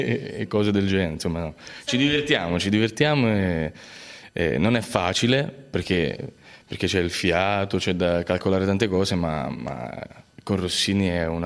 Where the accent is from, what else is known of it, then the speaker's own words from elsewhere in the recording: Benevento, Campania, Italy; now in Pozzuoli, Italy; Io sono di Benevento, vivo a Pozzuoli, quindi sì.